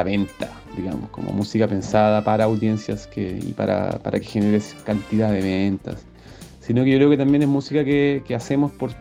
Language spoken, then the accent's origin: Spanish; Santiago, Santiago Metropolitan Region, Chile; yo soy santiaguino y a veces en Santiago como que es como tocar